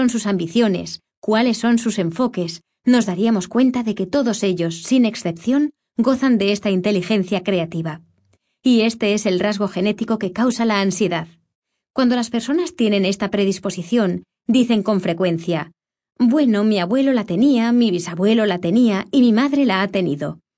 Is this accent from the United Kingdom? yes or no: yes; United Kingdom; el gobierno del Reino Unido, de donde soy, como habrá podido comprobar por mi acento